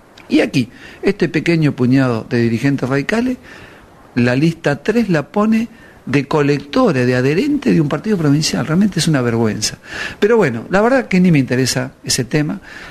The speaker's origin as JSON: {"language": "Spanish", "country": "Argentina", "said": "no me sorprende nada porque como argentino estoy acostumbrado a ver que hoy soy de un partido provincial"}